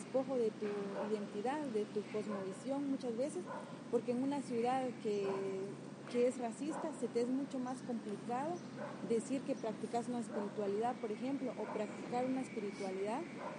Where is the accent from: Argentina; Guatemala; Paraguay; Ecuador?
Guatemala; born there; voy a hablar solo de mi territorio porque es allí donde nací, en Guatemala